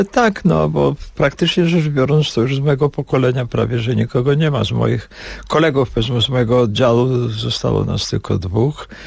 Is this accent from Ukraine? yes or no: no; Warsaw, Masovian Voivodeship, Poland; also born or lived in Vilnius, Lithuania; mam bardzo bliskie węzy, tak powiem, emocjonalne z Wilnem, ale moim miastem jest Warszawa, w której dorastałem, w której chodziłem do gimnazjum, do szkoły, brałem udział w powstaniu, prawda, przeżyłem całą okupację, także to jest Warszawa.